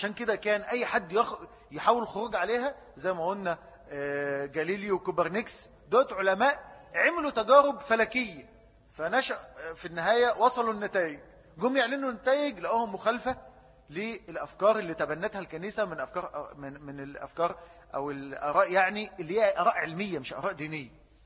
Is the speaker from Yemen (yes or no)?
no; Egypt; الكلام ده بيتكرر عندنا في مصر